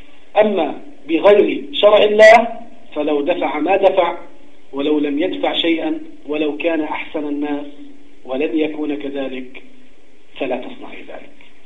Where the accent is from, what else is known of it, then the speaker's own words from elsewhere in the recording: Jordan; نسبة تعدد الزوجات عندنا في الأردن لا تصل إلى 10%